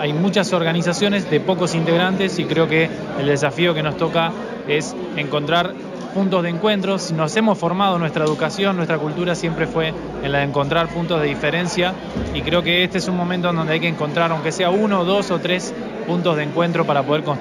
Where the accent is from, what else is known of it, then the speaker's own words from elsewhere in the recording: Argentina; como argentinos por ahí nos cuesta mucho